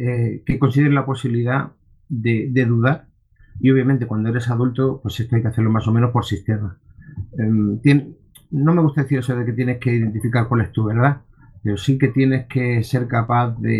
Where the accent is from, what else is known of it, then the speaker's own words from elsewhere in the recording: Almería, Andalusia, Spain; soy de Almería